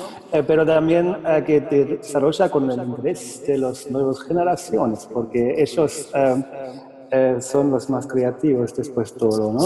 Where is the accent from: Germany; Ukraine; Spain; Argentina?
Germany; accent: German; Spanish is a second language; suena alemán, soy alemán, hablo con acento alemán.